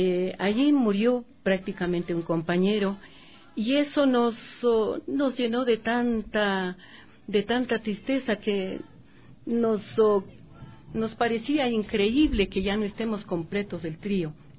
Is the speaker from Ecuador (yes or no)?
yes; Cotacachi, Imbabura, Ecuador; Ay, sí, Cotacachi es mi tierra tan querida. Bueno, mi niñez fue hermosa